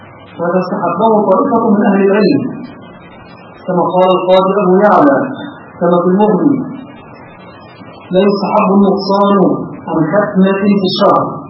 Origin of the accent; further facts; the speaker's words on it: Egypt; هذا مشهور عندنا في مصر